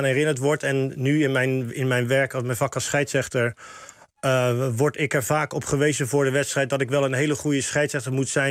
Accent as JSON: {"language": "Dutch", "town": "Rotterdam", "region": "South Holland", "country": "Netherlands", "said": "ook in Rotterdam, waar ik vandaan kom"}